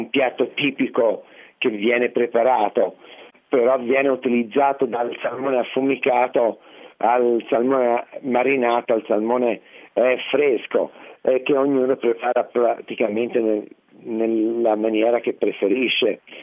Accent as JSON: {"language": "Italian", "region": "Tuscany", "country": "Italy", "moved": "as an adult", "lives_now": "New York, United States", "said": "perché praticamente essendo toscano non ho mai avuto la possibilità di conoscere questa tradizione"}